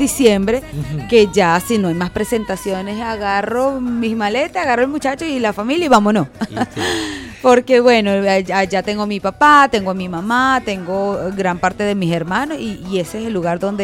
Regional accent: Chabasquén, Portuguesa, Venezuela; also born or lived in Biscucuy; yo soy nacida en Viscocuy, en el municipio Sucre del estado portuguesa, zona alta, pero por cuestiones de la vida. Sencillamente me tocaba nacer allá, pero al siguiente día de retorno a Chabasquén.

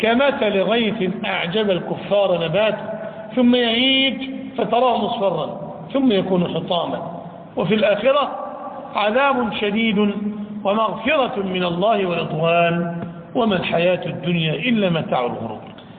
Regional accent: Egypt; إمام بلادنا مصر رحمة الله عليه

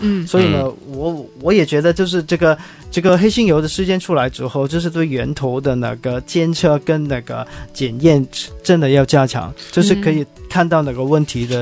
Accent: Hong Kong; 但是我作为一个香港人，其实我是蛮支持的

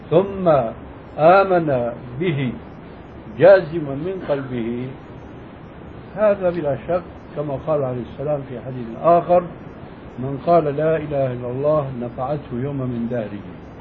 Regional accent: Syria

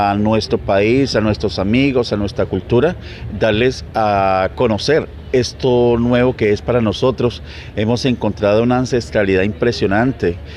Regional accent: Cali, Valle del Cauca, Colombia; Nosotros venimos de la ciudad de Santiago de Cali.

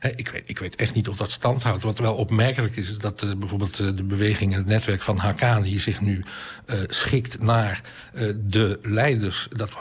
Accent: Afghanistan; Dutch is a second language; Wij zijn Afghanen, wij bepalen zelf wat er in ons land gebeurt.

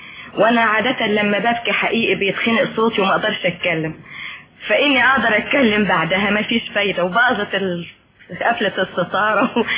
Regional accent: Tanta, Gharbia, Egypt; لا بلدي طنطا

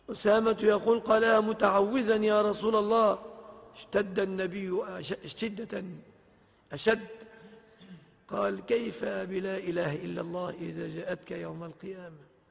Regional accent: Egypt; ففي بلادنا مصر

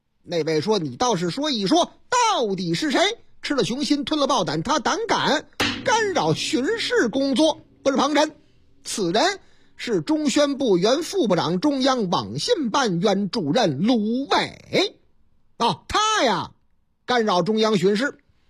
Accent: Shandong, China; 这也是这个山东是啊，是我老家山东啊

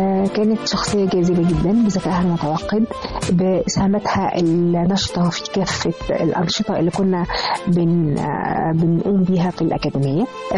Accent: Egypt; وسعيدة أن أنا مصرية من ضمن المصريات اللي هم فعلا يعني حبوا البلد.

